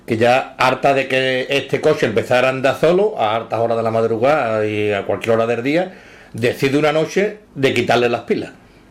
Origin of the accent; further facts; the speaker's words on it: Seville, Andalusia, Spain; nosotros somos de la barriada, somos del Cerro del Águila